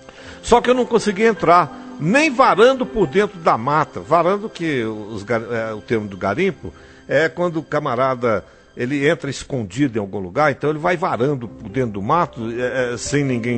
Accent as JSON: {"language": "Portuguese", "town": "Serra do Ramalho", "region": "Bahia", "country": "Brazil", "tie": "born or raised there", "said": "Eu sou natural daqui mesmo, da Bahia, de um lugar conhecido por Serra do Ramalho."}